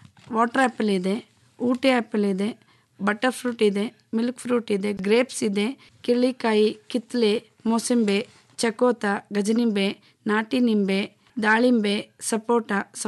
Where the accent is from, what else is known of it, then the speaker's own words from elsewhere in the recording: Mandya, Karnataka, India; ನಾನು ಮೂಲತಃ ಮಂಡ್ಯದವರು, ಆದರೆ ನಾನು ಕೃಷಿ ಮಾಡ್ತಿರೋದು ಶಿವಳ್ಳಿಯಲ್ಲಿ.